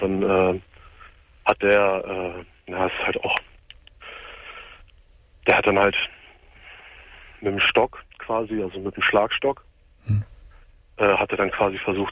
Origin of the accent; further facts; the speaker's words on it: Braunschweig, Lower Saxony, Germany; Ich komme aus Braunschweig und ich war viele Jahre lang Hooligan in Braunschweig.